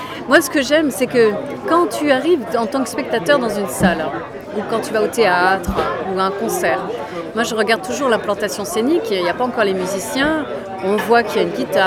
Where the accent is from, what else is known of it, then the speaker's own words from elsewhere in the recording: Strasbourg, Grand Est, France; on me réserve un chien à Strasbourg, dans ma ville natale